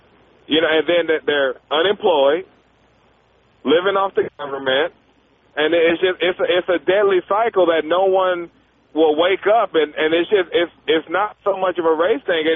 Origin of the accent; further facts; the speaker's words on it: Lynwood, California, United States; Tom, I was born and raised in Linwood. You know where that is?